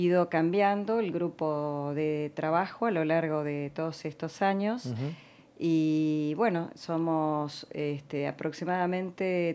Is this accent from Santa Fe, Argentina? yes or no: no; La Plata, Buenos Aires Province, Argentina; born there; Yo nací acá, en La Plata, uh-huh. y desde muy chica quise saber quiénes habían vivido antes acá.